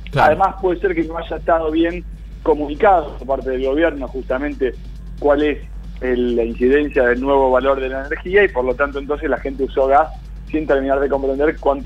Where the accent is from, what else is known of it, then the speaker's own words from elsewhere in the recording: Argentina; No quiero ver una reunión de gabinete, yo como argentino, en toda bufanda.